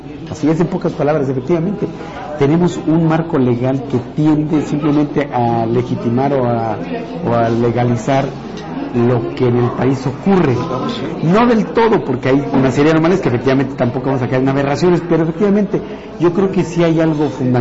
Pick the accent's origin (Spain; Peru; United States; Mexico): Mexico; también como mexicano te sientes mal si el presidente sale y habla